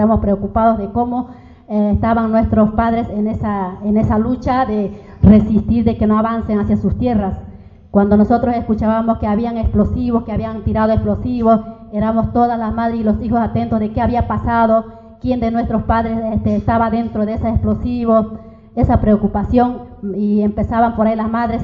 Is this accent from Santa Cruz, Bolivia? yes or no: yes; Santa Cruz, Bolivia; also born or lived in Sucre; Yo soy de Sucre, nací en Sucre, pero fui radicada en Santa Cruz, porque, bueno, mi padre se fue a Santa Cruz y terminé siendo radicada más en su mayoría ahí. Pero siempre viviendo en la parte más campesina, en los pueblos más alejados de la ciudad